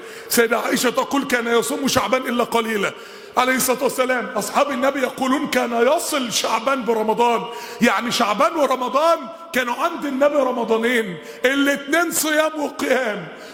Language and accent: Arabic; Mansoura, Dakahlia, Egypt; كان عندنا في المنصورة واحد